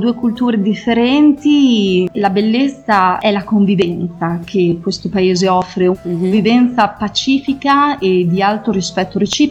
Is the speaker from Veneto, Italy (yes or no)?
no; Cervia, Emilia-Romagna, Italy; moved away as an adult; also born or lived in United Arab Emirates; now in Singapore; Io vivo a Singapore ormai da 4 anni. Sono di Cervia, sono romagnola.